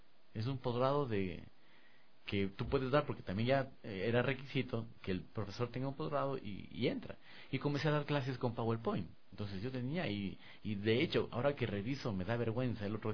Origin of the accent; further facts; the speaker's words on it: Ecuador; quizás sea porque soy un ecuatoriano y de pronto ven que el instructor es ecuatoriano